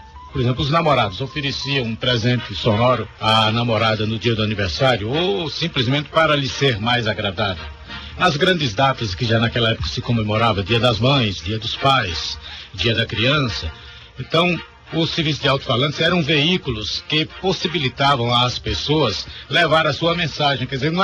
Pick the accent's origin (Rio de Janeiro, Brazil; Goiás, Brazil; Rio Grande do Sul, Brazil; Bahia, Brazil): Bahia, Brazil; Senhor do Bonfim; ainda menino, lá em Senhor do Bonfim, de onde eu sou originário